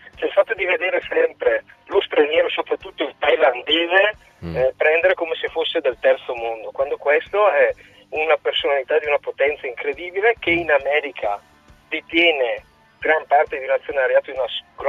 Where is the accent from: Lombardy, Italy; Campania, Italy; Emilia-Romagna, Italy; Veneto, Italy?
Lombardy, Italy; Brescia; visto che sono bresciano.